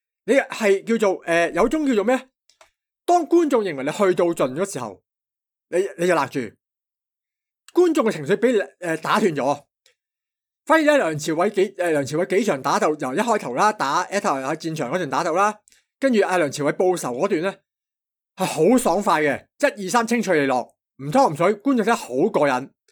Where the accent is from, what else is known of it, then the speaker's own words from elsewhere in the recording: Hong Kong; 我哋香港人就成日，即系我哋亚洲人啦，